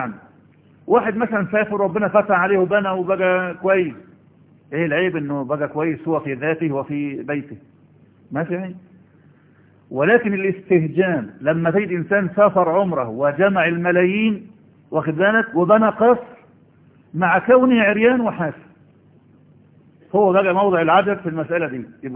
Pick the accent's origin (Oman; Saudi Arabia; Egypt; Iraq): Egypt; ما عندنا في مصر